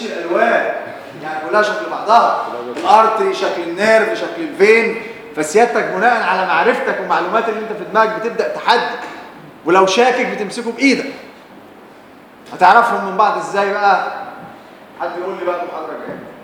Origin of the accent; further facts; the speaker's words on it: Egypt; لا احنا عندنا في مصر اي حوار بتتكلم معاه كده مبسوط منك